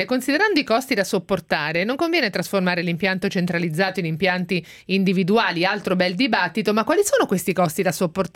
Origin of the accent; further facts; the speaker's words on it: Marche, Italy; now in Milan, Italy; Anch'io che sono marchigiana l'ho appreso